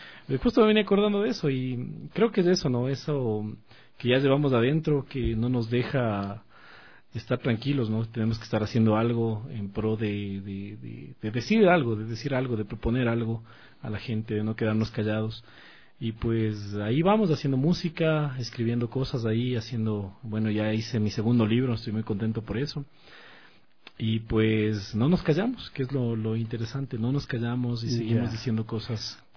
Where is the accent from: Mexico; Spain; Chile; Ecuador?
Ecuador; Sangolquí, Pichincha; also born or lived in Quito; yo nací en Quito. En Quito, pero a los 2 años fui a vivir a Sangolquí. Estuve en Sangolquí.